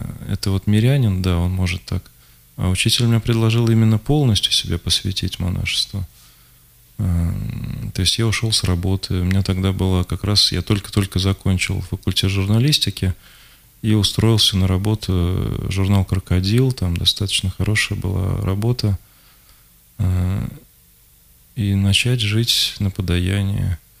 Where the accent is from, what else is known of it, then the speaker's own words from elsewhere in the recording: Moscow, Russia; это события октября 93-го года, когда была война прямо в моем родном городе, в Москве.